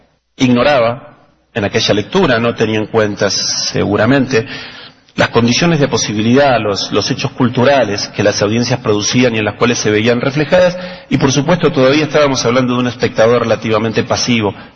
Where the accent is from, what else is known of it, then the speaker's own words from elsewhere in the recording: La Plata, Buenos Aires Province, Argentina; por lo menos en Argentina, en mi infancia en La Plata